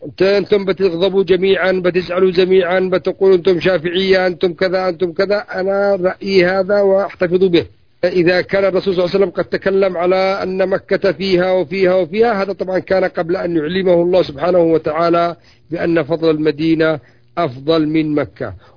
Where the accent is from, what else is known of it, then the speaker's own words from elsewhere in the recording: Yemen; يسموهم عندنا في اليمن يسموه العرجة